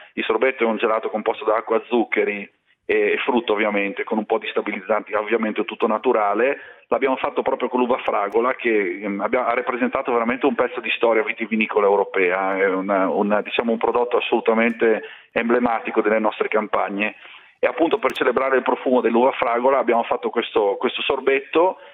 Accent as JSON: {"language": "Italian", "region": "Friuli-Venezia Giulia", "country": "Italy", "said": "io sono friulano, dalle mie parti si è sempre chiamata fragola"}